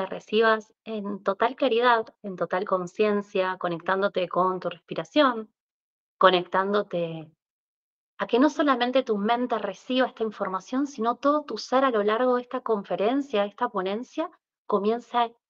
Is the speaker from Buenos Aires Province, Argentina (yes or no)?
no; Mendoza, Argentina; soy de Argentina, Mendoza